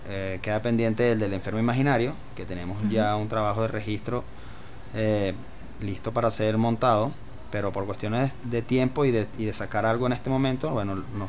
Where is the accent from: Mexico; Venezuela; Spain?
Venezuela; como ciudadanos venezolanos